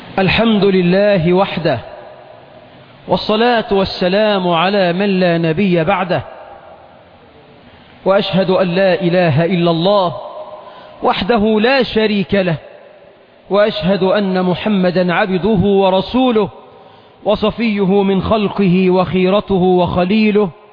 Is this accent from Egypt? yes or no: yes; Egypt; عندنا في مصر أكثر من 12 مليون عانس